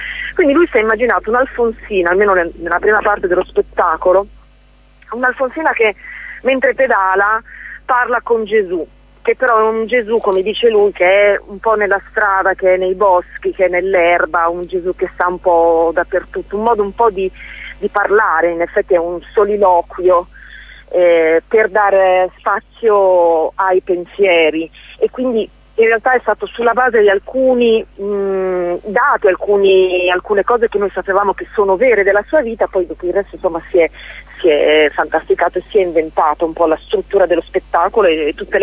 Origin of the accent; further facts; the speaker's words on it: Emilia-Romagna, Italy; io sono romagnola